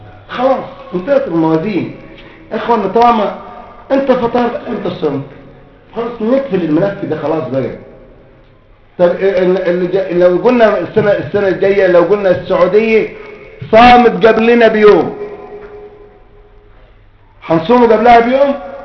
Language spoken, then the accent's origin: Arabic; Egypt; زي دكتور علي جمعه عندنا في مصر مرجعيه للمسلمين في مصر